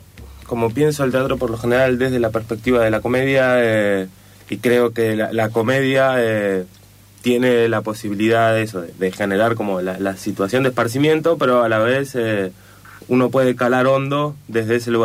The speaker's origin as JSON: {"language": "Spanish", "region": "Neuquén", "country": "Argentina", "said": "yo soy de Neuquén, entonces en Neuquén tenemos mendigos, pero son dos o tres, son los locos del pueblo"}